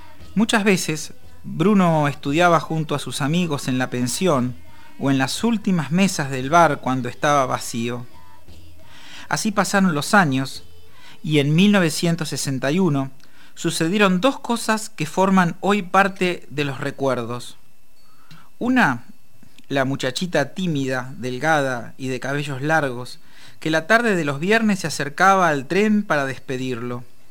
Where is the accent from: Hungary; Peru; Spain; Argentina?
Argentina; La Plata, Buenos Aires Province; Yo soy platense y recién a mis 18 años conocí la vieja estación provincial.